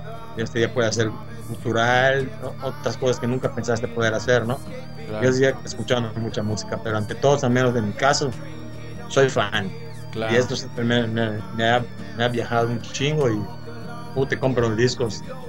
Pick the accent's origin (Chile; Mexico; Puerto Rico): Mexico; Cozumel, Quintana Roo; Y como te lo digo, soy de Cozumel.